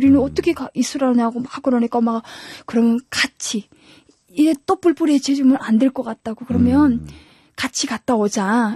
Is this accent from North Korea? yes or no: yes; North Korea; now in South Korea; 저희는 지금 한국에 같이 왔지만 언니가 먼저 탈북을 했어요.